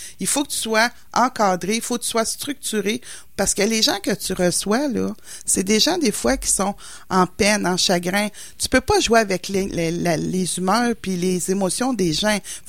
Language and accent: French; Matane, Quebec, Canada; je viens de Matane, en bas, dans le Bas-Saint-Laurent, proche de l'entrée de la Gaspésie, comme on dit.